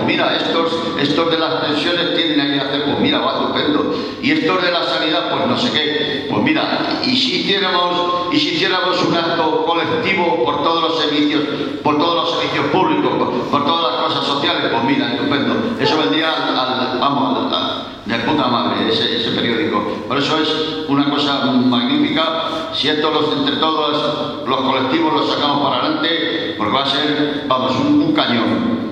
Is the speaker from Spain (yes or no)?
yes; Madrid, Community of Madrid, Spain; Hola, buenos días. Yo soy de Villaverde y quiero saludar.